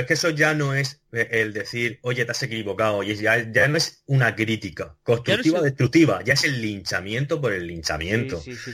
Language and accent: Spanish; Region of Murcia, Spain; estuviera en contra de los murcianos, siendo murciano